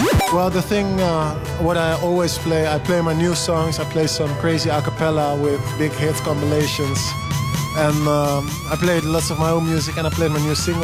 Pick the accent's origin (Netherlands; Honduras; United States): Netherlands; first language Dutch; English is a second language; The reason I feel it's special for me to come back here and play in Holland is because I'm from Holland.